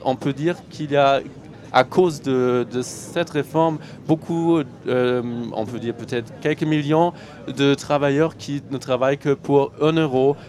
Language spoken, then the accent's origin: French; Germany; Chez nous, en Allemagne, en 2005, c'était plutôt de réduire le taux de chômeurs.